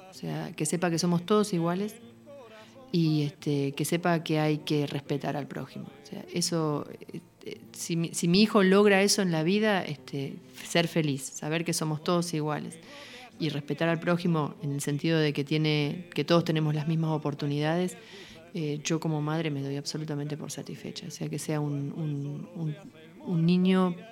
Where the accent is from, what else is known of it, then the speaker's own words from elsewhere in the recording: Buenos Aires, Argentina; moved away; Yo vengo de Buenos Aires, o sea, hace casi 20 años que nos fuimos de Buenos Aires, pero yo vengo de Buenos Aires y tengo amigos en Buenos Aires